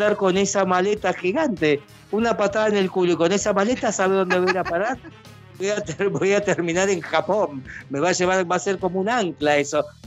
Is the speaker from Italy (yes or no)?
yes; Italy; now in Argentina; soy un italiano que vive en Argentina, pero no soy el cubano, soy italiano argentino